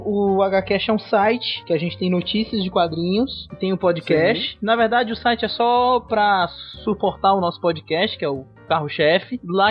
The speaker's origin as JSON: {"language": "Portuguese", "region": "Ceará", "country": "Brazil", "said": "Primeiro eu vim aqui do Ceará mesmo, com cabeça chata."}